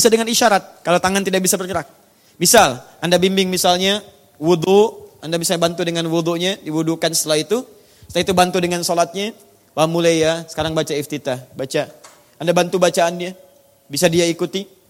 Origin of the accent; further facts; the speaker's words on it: Surabaya, East Java, Indonesia; born there; now in Jakarta, Indonesia; dari Tanah Kusir. Ya. Lahir di Surabaya, tinggal di Tanah Kusir.